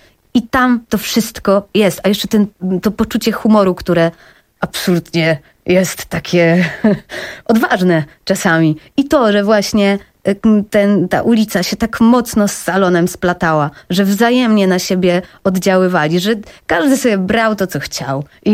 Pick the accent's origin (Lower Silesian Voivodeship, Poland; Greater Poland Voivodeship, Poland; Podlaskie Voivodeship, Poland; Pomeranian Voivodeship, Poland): Lower Silesian Voivodeship, Poland; Wrocław; now in Warsaw, Poland; Ja pochodzę z Wrocławia. Przeprowadziłam się do Warszawy już dłuższy czas temu i na początku nie umiałam się znaleźć w tym mieście tak do końca.